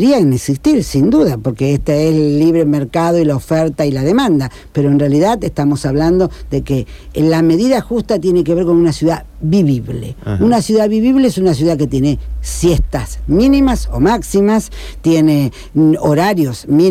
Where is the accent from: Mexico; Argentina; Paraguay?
Argentina; Rosario, Santa Fe; somos rosarinos y porteños, digamos, también tenemos una identidad.